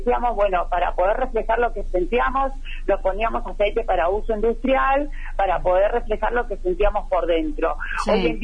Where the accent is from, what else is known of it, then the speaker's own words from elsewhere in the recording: Lomas de Zamora, Buenos Aires Province, Argentina; Yo soy de Lomas de Zamora, el barrio Ingeniero Busque, nací y criada en esta localidad.